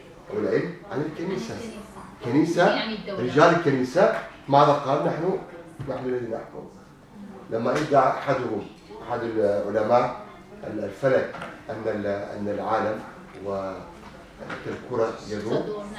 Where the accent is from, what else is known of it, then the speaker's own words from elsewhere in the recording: Turkey; كل بلد له طبيعته طبيعته تقاليد مثلا عندنا في تركيا بدعات أخرى بدعات غير موجودة عندكم